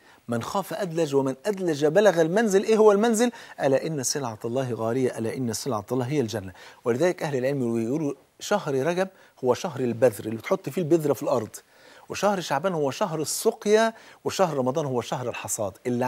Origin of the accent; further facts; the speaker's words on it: Egypt; بلدنا مصر ام الدنيا